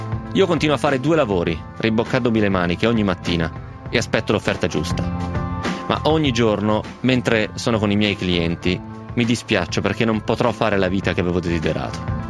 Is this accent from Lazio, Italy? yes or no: no; Tuscany, Italy; Ho 56 anni, sono toscano e ho sempre inseguito un sogno